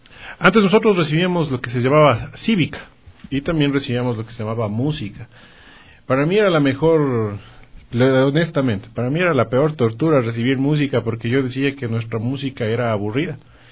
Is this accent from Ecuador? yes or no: yes; Ecuador; nosotros como ecuatorianos ni nosotros mismos sepamos o podamos ver quiénes son nuestros talentos